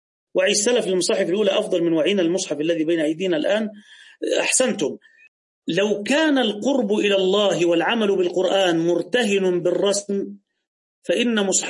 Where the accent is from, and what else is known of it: Egypt